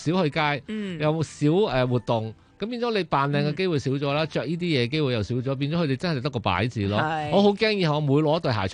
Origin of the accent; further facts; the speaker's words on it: China; 咁我哋中国人成日过年，其实好多习俗噶嘛